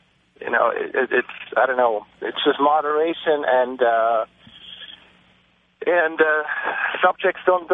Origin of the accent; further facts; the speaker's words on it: Switzerland; now in Los Angeles, United States; I'm personally from Switzerland originally, and I live in L.A. for 8 years now.